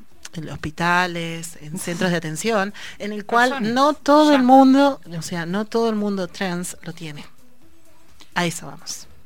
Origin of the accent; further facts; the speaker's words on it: Ayacucho, Peru; now in La Plata, Argentina; vengo de Ayacucho a una ciudad en el cual mi experiencia dentro de todo es muy mínima